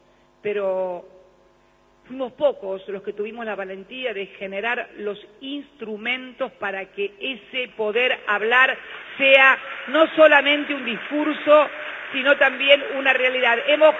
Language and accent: Spanish; Argentina; como argentina, que como ex legisladora, fui legisladora durante muchos años